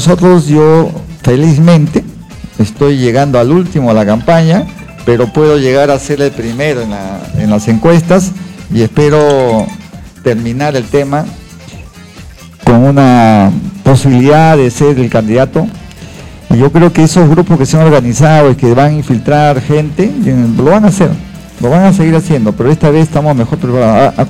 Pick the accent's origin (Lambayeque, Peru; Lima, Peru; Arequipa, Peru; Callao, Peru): Callao, Peru; Yo soy chalaco, nací en el Callao y voy a seguir viviendo en el Callao.